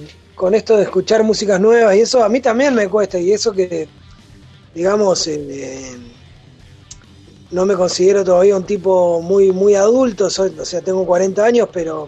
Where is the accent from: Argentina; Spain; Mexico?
Argentina; El Calafate, Santa Cruz; also born or lived in Río Gallegos; Yo soy sureño, ¿viste? Soy nacido en Río Gallegos. Criado una parte en el Calafate y otra parte aquí en...